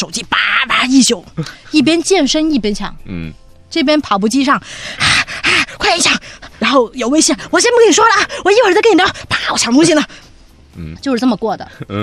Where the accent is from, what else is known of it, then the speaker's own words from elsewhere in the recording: Shenyang, Liaoning, China; 就我们沈阳的诗歌。